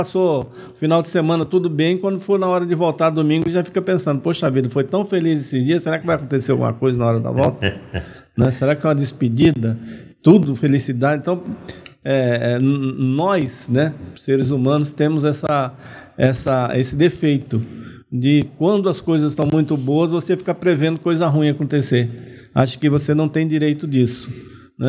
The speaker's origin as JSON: {"language": "Portuguese", "region": "Bahia", "country": "Brazil", "said": "Eu sou baiano. Eu não sou inglês."}